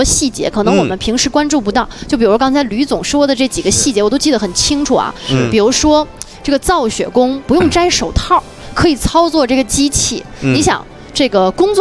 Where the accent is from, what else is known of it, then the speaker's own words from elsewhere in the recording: China; 就是作为中国人，我觉得我们现在就特别自豪那感觉，